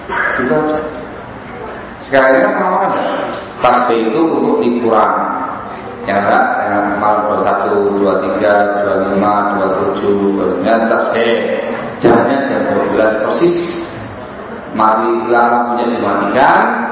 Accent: Yogyakarta, Special Region of Yogyakarta, Indonesia; Saya dari Jogja.

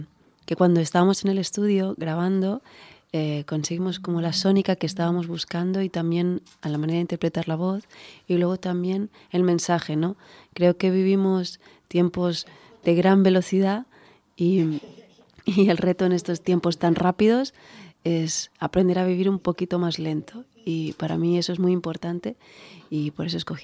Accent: Balearic Islands, Spain; a lo mejor porque soy mallorquina, las cosas no pasan rápido

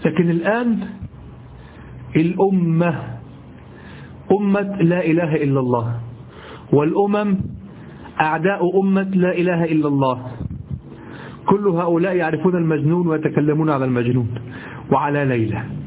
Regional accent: Egypt; ما نستعمله نحن في دارجتنا المصرية

